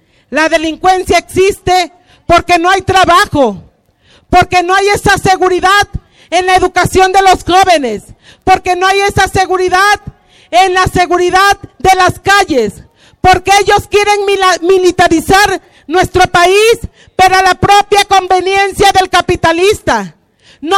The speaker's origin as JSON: {"language": "Spanish", "country": "Mexico", "said": "somos netamente mexicanos"}